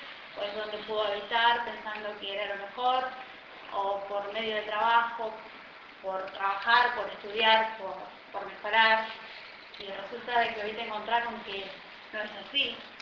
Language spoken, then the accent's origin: Spanish; Corrientes, Argentina; yo soy de Corrientes, ¿no? De un pueblo.